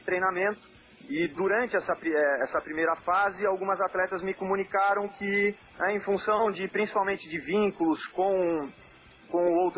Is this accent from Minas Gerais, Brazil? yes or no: no; Florianópolis, Santa Catarina, Brazil; also born or lived in Porto Alegre; eu sou nascido no Rio Grande do Sul, Porto Alegre, mas moro em Florianópolis, Santa Catarina, desde um ano de idade. Então eu sou sem sotaque mesmo.